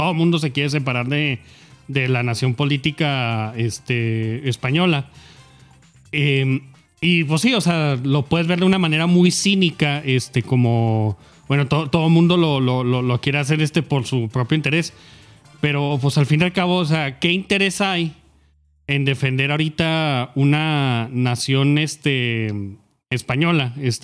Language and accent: Spanish; Mexico; como mexicano soy un poco más cínico al respecto